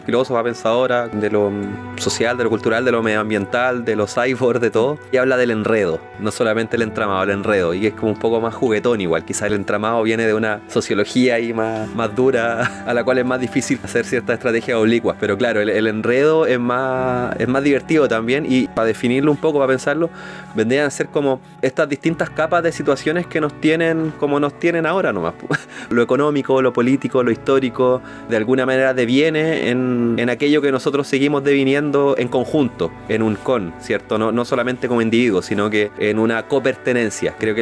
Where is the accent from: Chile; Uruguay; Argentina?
Chile; Curicó, Maule; now in Concepción, Chile; Yo vengo de Curicó, vivo en Conce, en verdad, pero claro, tengo cierto como arraigo por mi familia a lo que es el Maule